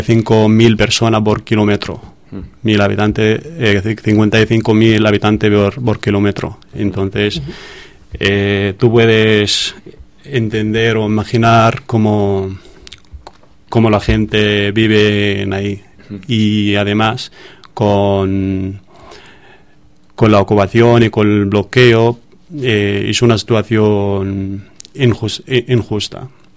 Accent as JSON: {"language": "Spanish", "town": "Gaza", "region": "Gaza Strip", "country": "Palestine", "tie": "born or raised there", "second_language": "Spanish", "said": "soy de Gaza, no sé, pero nació yo y mi padre como refugiados en Gaza. Entonces he vivido toda mi vida ahí en Gaza como refugiado, pero sigue diciendo que soy de Gaza porque es mi tierra."}